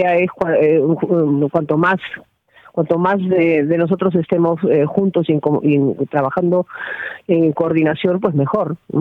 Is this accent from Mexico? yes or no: no; Albuñuelas, Andalusia, Spain; en mi pueblo, que es uno de los últimos del Valle, es Albuñuelas